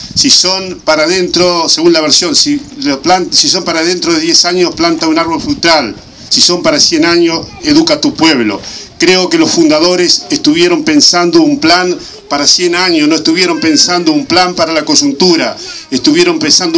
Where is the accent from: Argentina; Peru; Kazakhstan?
Argentina; Saladillo, Buenos Aires Province; esta institución de mi pueblo, de nuestro querido Saladillo.